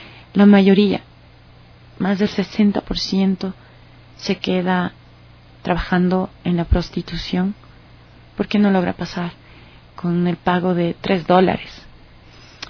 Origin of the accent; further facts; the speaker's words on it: Ecuador; en el caso de nosotros como ecuatorianos, el relato de nuestra migración